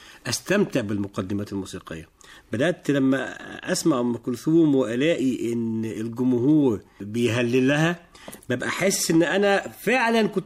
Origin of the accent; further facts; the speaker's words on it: Alexandria, Alexandria Governorate, Egypt; born there; من مواليد إسكندرية، سنة 73 في إسكندرية